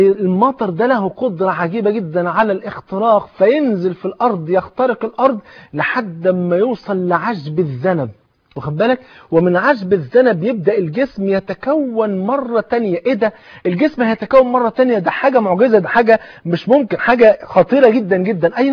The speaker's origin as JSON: {"language": "Arabic", "country": "Egypt"}